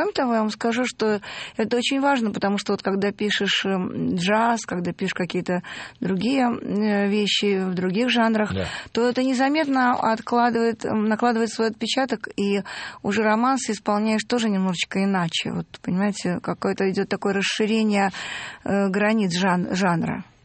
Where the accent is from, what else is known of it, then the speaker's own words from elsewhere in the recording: Pavlovsk, Saint Petersburg, Russia; Мой любимый Пушкин, я же вообще из Павловска, из Павловского парка.